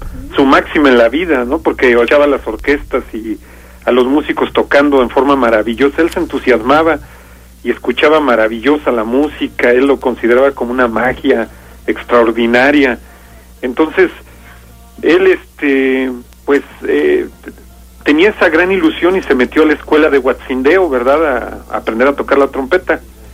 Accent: Guanajuato, Mexico; Es de la región ahí del Bajío, ahí de entre Yuriria, Salvatierra, ahí esa área de ahí.

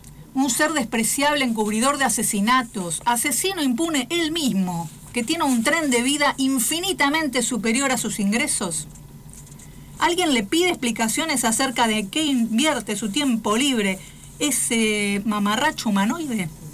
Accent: Argentina; Tengo la obligación como argentina de que haya trabajo para todos

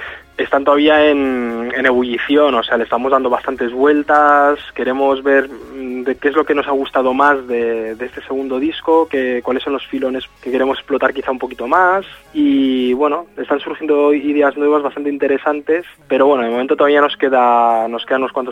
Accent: Barcelona, Catalonia, Spain; nosotros somos de Barcelona y hemos tocado únicamente siempre en Barcelona

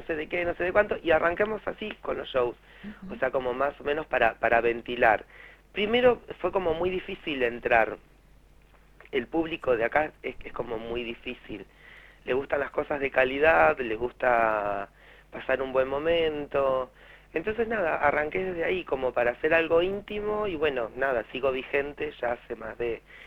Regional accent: Buenos Aires, Argentina; now in Santa Rosa, Argentina; cuando yo me vengo de Buenos Aires, Santa Rosa estaba como muy quietito en un montón de cosas. Y cuando yo me vengo a La Pampa

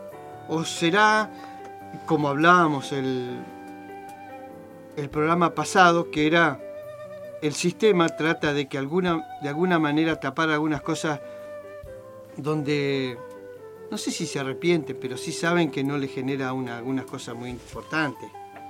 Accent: Argentina; como argentino digo, ¿no?

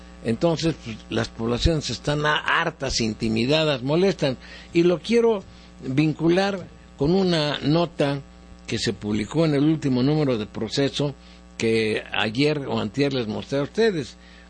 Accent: Mexico; Yo como ciudadano mexicano tengo una opinión.

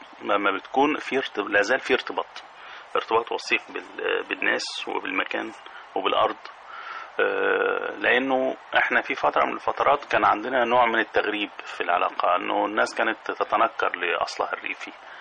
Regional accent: Sheikh Fadl, Minya Governorate, Egypt; بلدي المنيا، القرية اللي أنا خرجت منها، قرية الشيخ فضلي في شرق النيل في محافظة في مركز بني مزار، كان لي ذكريات خاصة جدا وطابع خاص جدا. قرية في حضن الجبل كانت تجمع بين الخضرة والصحراء

